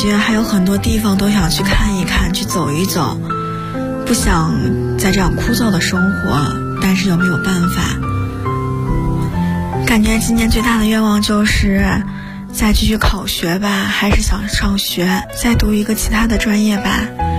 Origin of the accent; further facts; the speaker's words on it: Luoyang, Henan, China; 我是来自洛阳的